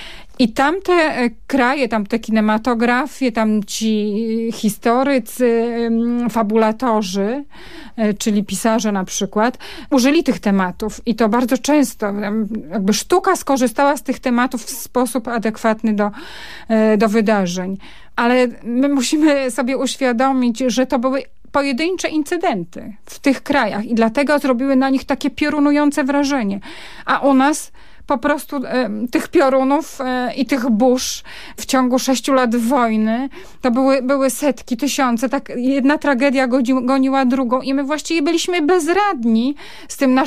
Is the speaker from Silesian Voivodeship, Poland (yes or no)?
yes; Rybnik, Silesian Voivodeship, Poland; born there; ta młoda para ruszyła do kompletnie nieznanego im miejsca na Górnym Śląsku, do Rybnika i tam ja przyszłam na świat w tym kompletnie nowym, podarowanym przez los i PRL domu.